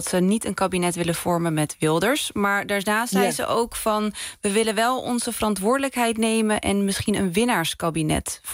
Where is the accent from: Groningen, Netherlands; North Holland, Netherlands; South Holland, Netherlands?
South Holland, Netherlands; Rotterdam; Ik kom uit Rotterdam